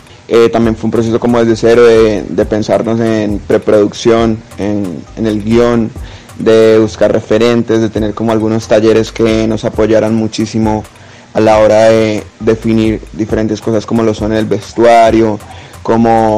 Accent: Cali, Valle del Cauca, Colombia; soy un rapero del Oriente de Cali

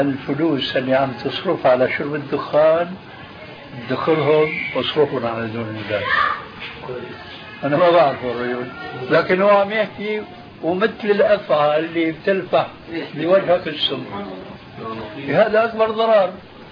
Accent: Syria; أحد العلماء الأذكياء عندنا في سوريا

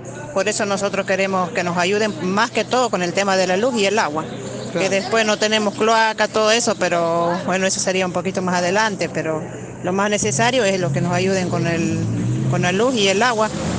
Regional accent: Eugenio Bustos, Mendoza, Argentina; soy de San Carlos, de Eugenio Busto, del barrio Loteo Los Indios.

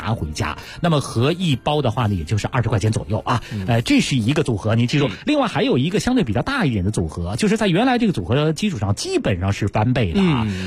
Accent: Beijing, China

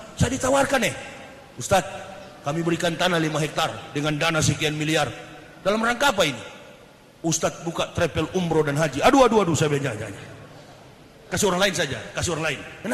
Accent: Manado, North Sulawesi, Indonesia; Kampung saya Manado itu sekarang mayoritas Muslim.

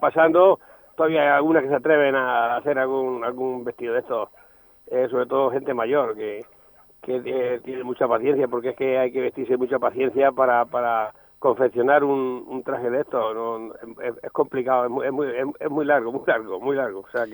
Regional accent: Valdeverdeja, Castilla-La Mancha, Spain; yo que voy a decir mi pueblo, no voy a decir que es feo, pero la verdad que sí, hay que reconocer que es precioso.

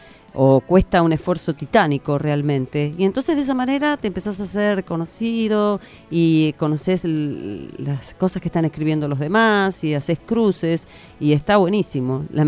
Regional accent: Buenos Aires, Argentina; now in La Plata, Argentina; trabajé mucho en extensión cultural en Buenos Aires, porque yo soy porteña y después me vine a vivir acá a La Plata.

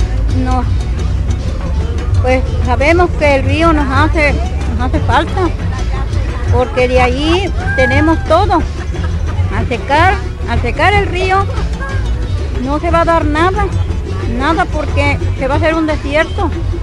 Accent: Tlaltetela, Veracruz, Mexico; Yo nací en Tlaltetela.

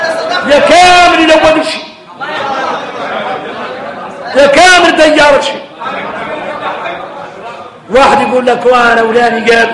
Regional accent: Mauritania; احنا موريتاني فينا المشاكل.

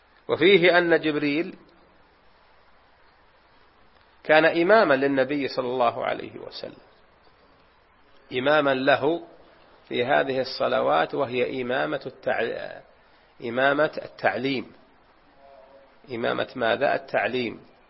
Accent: Unaizah, Al-Qassim, Saudi Arabia; وهذه وقعت عندنا في بلدتنا في عنيزة

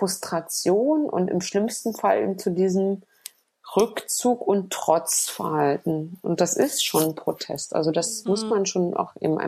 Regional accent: East Germany, Germany; was ich so merke als Ossi, der sich irgendwie auch integriert fühlt in diese Gesellschaft

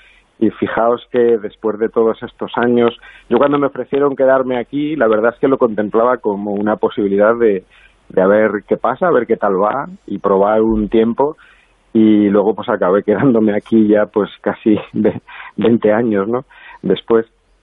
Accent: Madrid, Community of Madrid, Spain; also born or lived in Valencia; Yo nací en Valencia y, bueno, de muy pequeñito nos mudamos a Madrid y ahí estudié toda mi formación. Hice la carrera de física en la Universidad Autónoma de Madrid

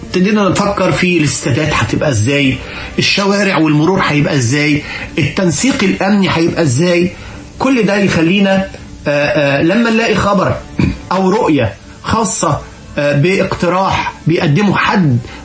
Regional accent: Egypt; بتحسسنا كمصريين ان احنا يعني بنتكرم

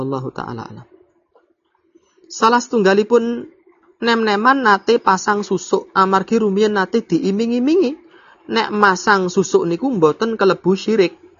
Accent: Java, Indonesia; Kula wong Jawa niku mboten saged basa Jawa

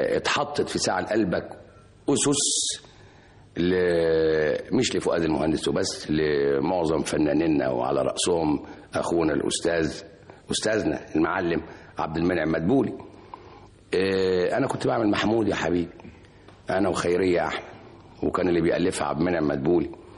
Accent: Egypt; من اعظم رجال التعليم الموجودين عندنا في مصر

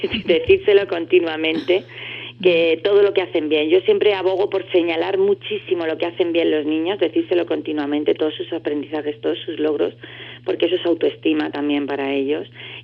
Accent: Andalusia, Spain; Soy andaluza yo, sí.

